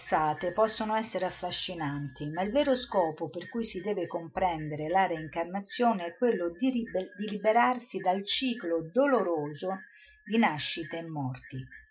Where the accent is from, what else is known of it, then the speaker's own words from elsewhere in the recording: Rome, Lazio, Italy; io sono romana, sono andata a Roma